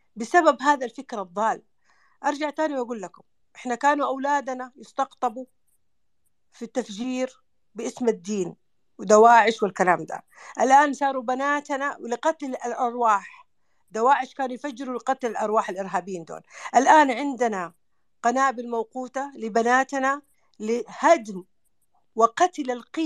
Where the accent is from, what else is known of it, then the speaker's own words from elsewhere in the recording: Saudi Arabia; وإحنا كمجتمعات خليجية وسعودية قبائل